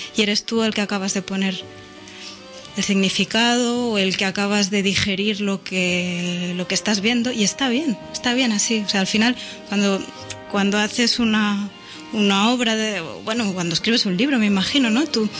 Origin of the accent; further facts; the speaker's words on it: Barcelona, Catalonia, Spain; Pues yo vengo de No Barris y entonces pues allí era lo que había y punto